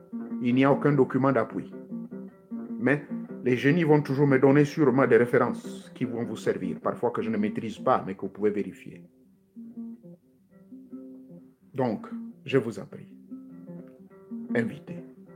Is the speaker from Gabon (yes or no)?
yes; Gabon; les génies, on les appelle chez nous en Gabon et même en Afrique